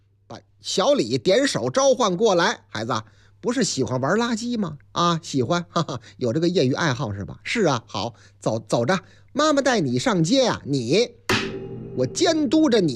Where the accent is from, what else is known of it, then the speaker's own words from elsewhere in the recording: Henan, China; 我老家河南呐，河南的建成